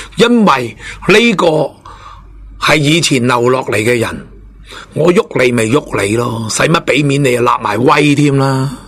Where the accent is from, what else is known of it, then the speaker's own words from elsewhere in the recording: China; 但系佢哋忘记咗，我哋系中国人